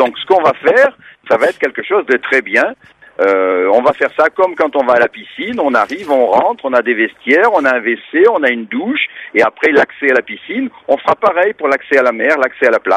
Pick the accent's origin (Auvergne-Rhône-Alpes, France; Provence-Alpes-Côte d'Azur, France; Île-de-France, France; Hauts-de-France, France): Provence-Alpes-Côte d'Azur, France; Nice; puisqu'on est niçois, on paye nos impôts à Nice